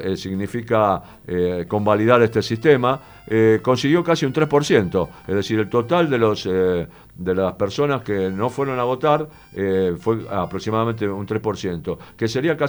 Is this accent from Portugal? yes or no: no; Buenos Aires, Argentina; Me satisface muchísimo como porteño, yo soy porteño